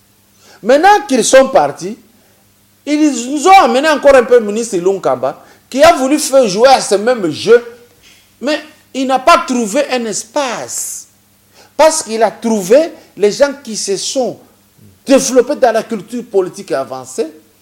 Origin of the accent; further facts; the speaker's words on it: Lubumbashi, Haut-Katanga, DR Congo; chez nous à Lubumbashi sur l'avenue Kiubo